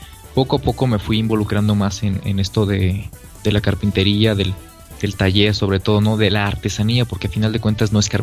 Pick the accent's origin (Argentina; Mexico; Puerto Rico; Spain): Mexico; Guanajuato; acá en Guanajuato, cerca aquí también de mi pueblo